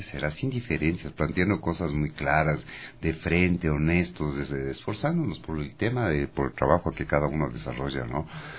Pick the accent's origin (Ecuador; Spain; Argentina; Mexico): Ecuador; todos nosotros que somos ecuatorianos, hacer ver que nuestro país vale mucho